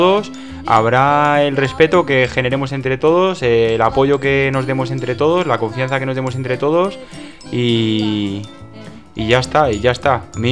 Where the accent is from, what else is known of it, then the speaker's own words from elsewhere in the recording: Cartagena, Region of Murcia, Spain; soy de Cartagena